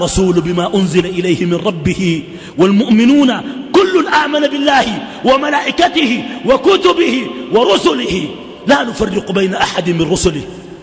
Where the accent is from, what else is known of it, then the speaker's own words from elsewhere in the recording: Sudan; وما أظن إنه الدنمارك يكون عندها سفير عندنا في السودان